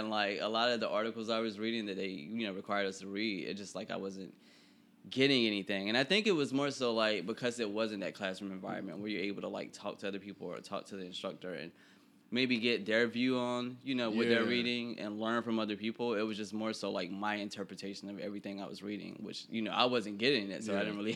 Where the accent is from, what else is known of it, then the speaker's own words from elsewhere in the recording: Bible Belt, United States; I mean I grew up in the Bible Belt, so yeah